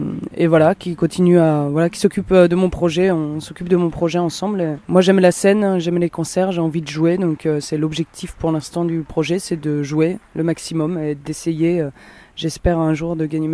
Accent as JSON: {"language": "French", "town": "Nantes", "region": "Pays de la Loire", "country": "France", "said": "j'écris des chansons. Et je les chante, je viens de Nantes."}